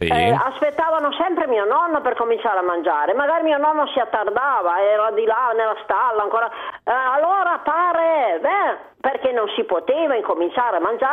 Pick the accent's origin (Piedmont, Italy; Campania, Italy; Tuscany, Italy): Piedmont, Italy; Sono proprio della Valle di Susa.